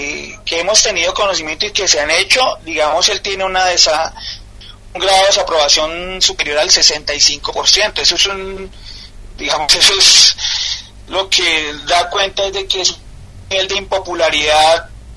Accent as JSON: {"language": "Spanish", "country": "Colombia", "said": "Nosotros creemos, como colombianos y como sindicalistas, que esta pandemia lo que ha demostrado es que esos problemas que tenemos como países latinoamericanos"}